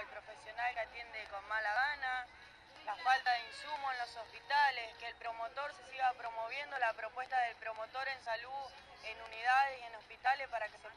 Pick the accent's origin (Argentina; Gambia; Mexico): Argentina; Avellaneda, Buenos Aires Province; somos de Avellaneda, como ya lo dijo la compañera.